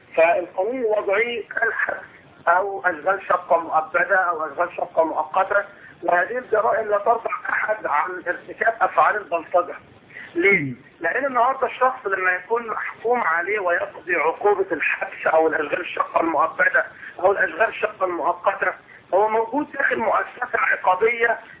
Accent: Egypt; يعني زي ما نقول احنا تعبيرنا كمصريين ماشي جنب الخير

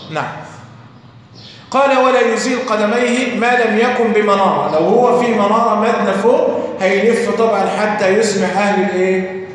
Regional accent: Egypt; طيب لو نظرنا عندنا في مصر نكون الأولى

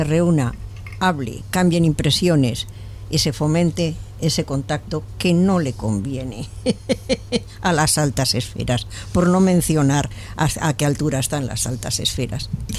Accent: Barcelona, Catalonia, Spain; born there; now in Madrid, Spain; Yo también soy carabanchelera de adopción. Es más, yo he nacido en Barcelona y estuve ahí.

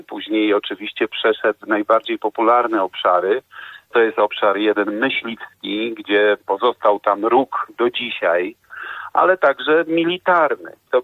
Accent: Łódź, Łódź Voivodeship, Poland; born there; Ja urodziłem się w Łodzi

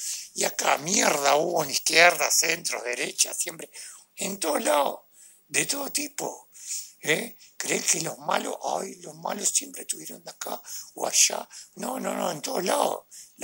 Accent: Uruguay; Soy un uruguayo, un ciudadano común y corriente.

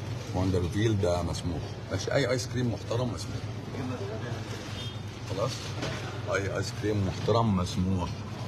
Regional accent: Egypt; انا مش عميل انا عادي مصري

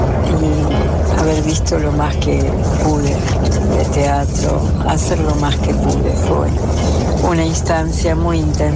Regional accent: General Roca, Río Negro, Argentina; born there; also born or lived in Buenos Aires; mi papá es de la provincia de Buenos Aires, de Carué. Mi hermano y yo nacimos en Fisque Menuco. Cuando llegué a la comarca, venía de unos años en Buenos Aires estudiando teatro.

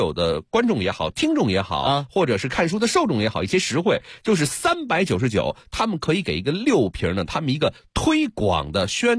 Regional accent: Beijing, China; 咱们北京人

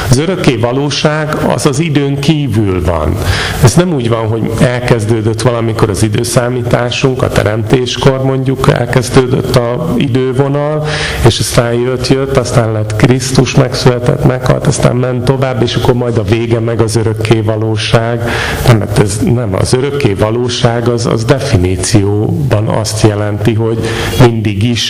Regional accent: Hungary; Ezt nem értjük, mert magyarok vagyunk.

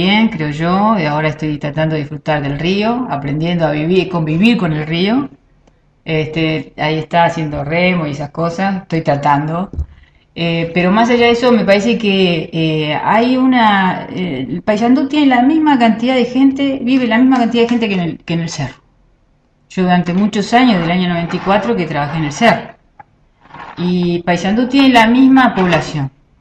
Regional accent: Argentina; now in Uruguay; desde que yo me vine a vivir acá a Uruguay, yo soy argentina, desde que me vine a vivir acá a Uruguay

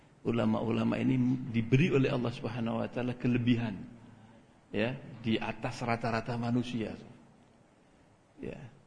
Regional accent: Java, Indonesia; kan saya orang Jawa saya ini

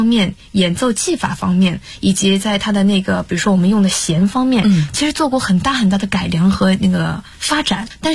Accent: China; 我想塑一下，用中国声音塑一下我们中国人的说话的那种方式，体现中国文化。

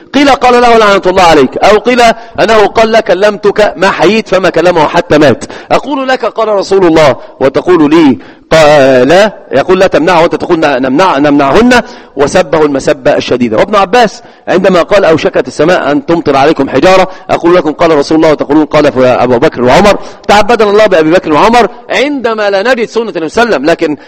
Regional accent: Egypt; والمثل عندنا في مصر يقول سل مجرب ولا تسأل إيش طبيب

